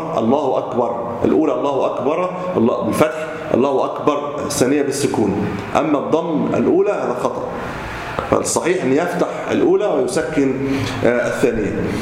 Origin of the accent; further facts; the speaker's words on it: Egypt; لذلك كثير من المساجد وليس عندنا في مصر